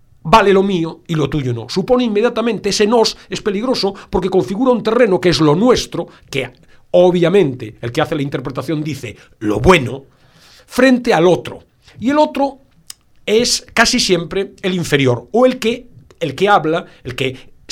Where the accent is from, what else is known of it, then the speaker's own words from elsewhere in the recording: Galicia, Spain; accent: Galician; probablemente los oyentes hayan percibido mi sonsonete final, en mi canto un poco cuando hablo. Viniendo de Galicia